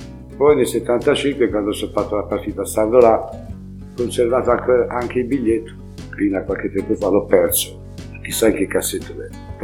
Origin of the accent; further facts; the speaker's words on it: Padua, Veneto, Italy; now in Montevarchi, Italy; Io sono di Padova.